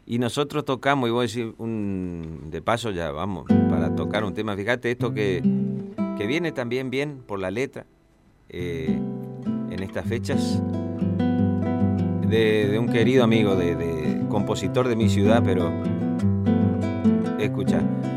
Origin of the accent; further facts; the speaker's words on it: Resistencia, Chaco, Argentina; yo soy de Resistencia, de mi ciudad, que forma parte del mapa litoraleño.